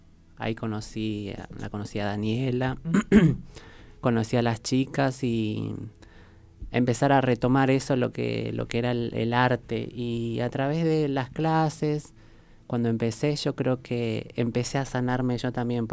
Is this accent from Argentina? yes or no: yes; Jujuy, Argentina; now in Buenos Aires, Argentina; yo soy jujeña, oriunda de Jujuy, así que me vine a Buenos Aires buscando otra oportunidad